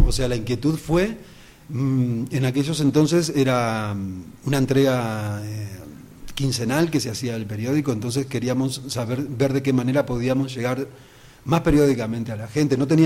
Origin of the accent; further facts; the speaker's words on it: Montevideo, Uruguay; todo tenía que ver exactamente con lo que sucedía en el barrio de La Teja, que es de donde yo vengo.